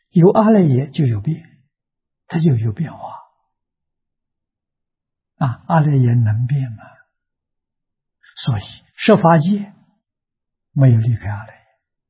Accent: China; 我们中国人讲320亿20兆

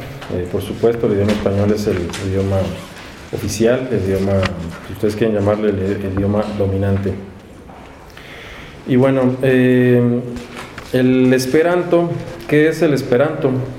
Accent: Mexico; born there; first language Spanish; yo nací en México, y el idioma que aprendo, el idioma que usan mis padres, pues es el español.

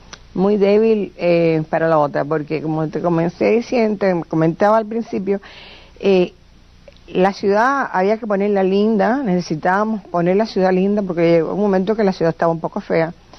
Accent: Camagüey, Cuba; yo pinté mi ciudad, o sea que yo amo a Camagüey, yo me siento más camagüeyana que un tinajón. Y me siento principeña, y me siento agramontina.

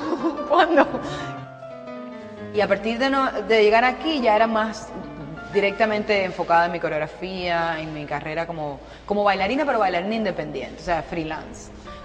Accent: Cuba; moved away as an adult; soy coreógrafa, bailarina y profesora de danza contemporánea. Soy cubana, nacida en Cuba y viví en Cuba hasta que tenía 26 años.

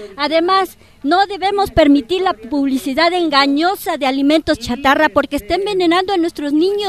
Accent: Orizaba, Veracruz, Mexico; vengo también de Orizaba, Veracruz.

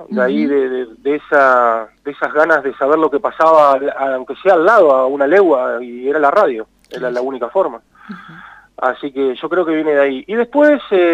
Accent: Catriló, La Pampa, Argentina; also born or lived in Santa Rosa; catrilense, mi madre es de Catriló, uh-huh. Mi papá también, pero bueno, nací en Santa Rosa, una adopción media trucha en Santiago del Estero, y bueno... y me trajeron para acá, o sea, soy de acá.

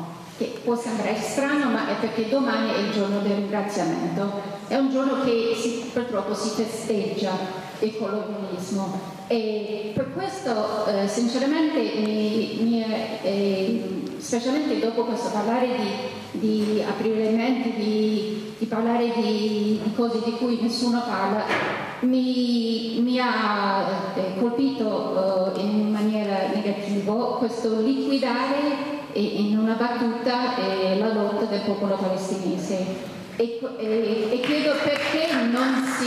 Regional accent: United States; Italian is a second language; sono statunitense di tutti i quattro nomi

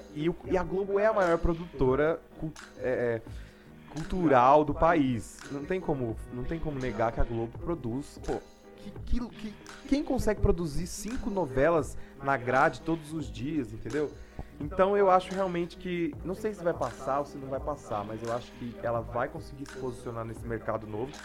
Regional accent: Brazil; que eu sou brasileiro, claro. Nato.

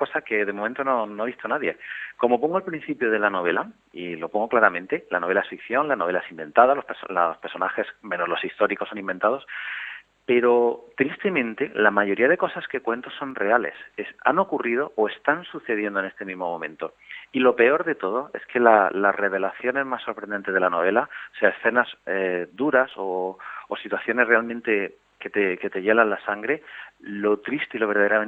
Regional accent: Almería, Andalusia, Spain; Fue aquí en mi tierra, en Almería

